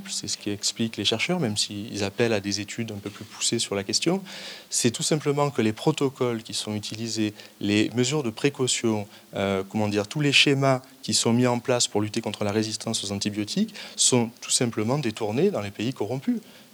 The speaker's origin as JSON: {"language": "French", "town": "Aix-Marseille", "region": "Provence-Alpes-Côte d'Azur", "country": "France", "said": "Alors, moi je viens d'Aix-Marseille, hein. Il y a un prisme un peu local"}